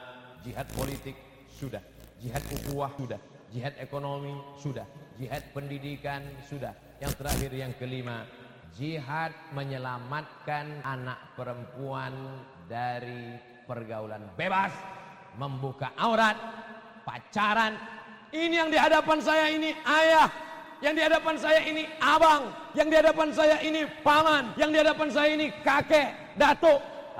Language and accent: Indonesian; Riau, Indonesia; Saya orang Riau tapi sering saya ke Pontianak.